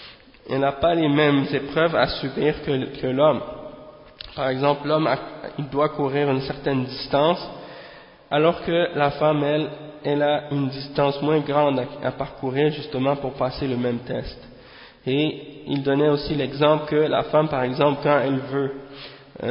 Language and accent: French; Montreal, Quebec, Canada; dans un quartier à Montréal, c'est-à-dire à Montréal Nord. Hein. Et bien entendu, c'est là que j'ai grandi, à Montréal Nord